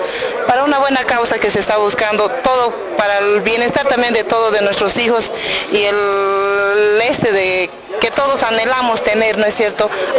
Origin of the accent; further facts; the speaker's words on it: Beni, Bolivia; vengo del Beni.